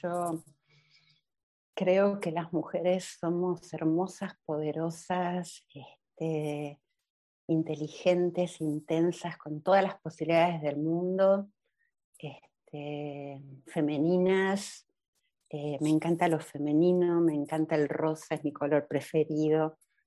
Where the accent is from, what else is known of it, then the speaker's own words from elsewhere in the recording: Buenos Aires, Argentina; nosotros los argentinos, los porteños sobre todo, que somos los de Buenos Aires, somos impuntuales